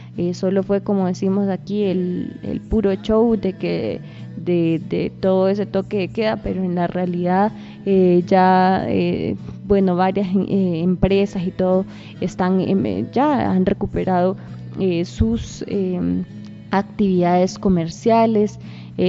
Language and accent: Spanish; Honduras; las situaciones que enfrentamos como pueblo hondureño, como pueblo lenca.